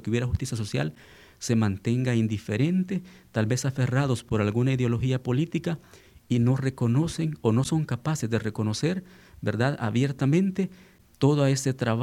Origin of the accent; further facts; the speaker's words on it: El Salvador; nosotros como salvadoreños hemos sido gobernados